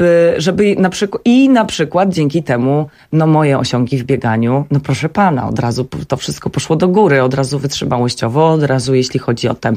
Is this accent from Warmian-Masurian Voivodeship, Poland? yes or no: yes; Warmian-Masurian Voivodeship, Poland; jestem z Mazur, więc bardzo dużo zawsze pływałam